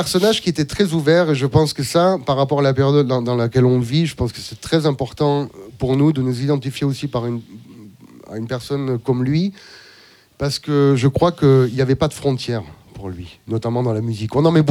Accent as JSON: {"language": "French", "region": "Auvergne-Rhône-Alpes", "country": "France", "tie": "born or raised there", "said": "j'ai grandi en Ardèche. Dans le sud de l'Ardèche, dans les années 80"}